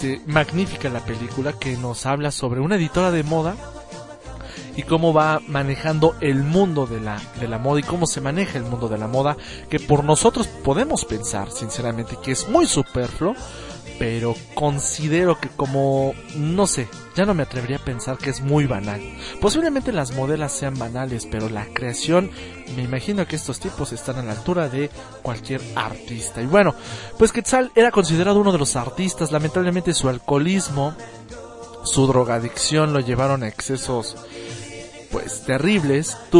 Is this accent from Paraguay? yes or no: no; Mexico; pues a nosotros como mexicanos, pues sí, a nivel nacional